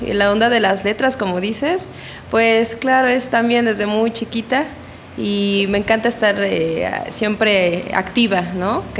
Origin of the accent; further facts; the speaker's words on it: Mexico City, Mexico; born there; pues nací en el Distrito Federal